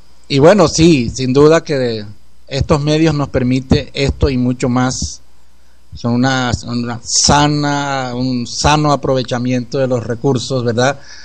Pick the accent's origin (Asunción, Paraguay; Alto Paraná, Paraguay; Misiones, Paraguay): Misiones, Paraguay; San Juan Bautista; una organización que surgió en mi pueblo, en San Juan Bautista, en Paraguay.